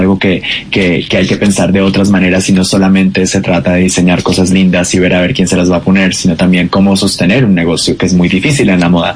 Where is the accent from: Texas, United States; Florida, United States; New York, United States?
Florida, United States; Miami; yo creciendo en Miami